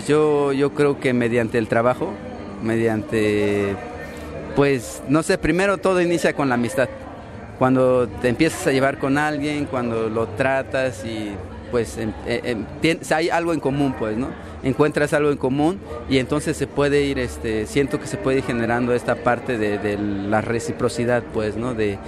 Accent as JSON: {"language": "Spanish", "region": "Guerrero", "country": "Mexico", "lives_now": "Mexico City, Mexico", "said": "aunque no fueran de mi pueblo, por lo menos de Guerrero, pues, ¿no?"}